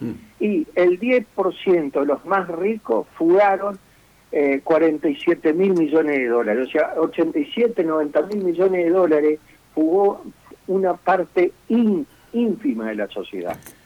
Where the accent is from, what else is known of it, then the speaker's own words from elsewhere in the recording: Argentina; ¿Cuántos somos los argentinos? 47 millones.